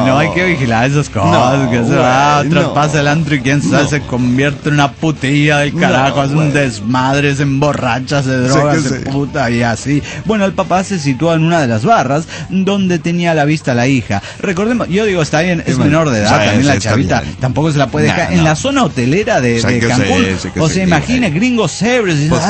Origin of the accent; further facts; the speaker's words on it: Bolivia; yo vengo de Bolivia, soy extranjero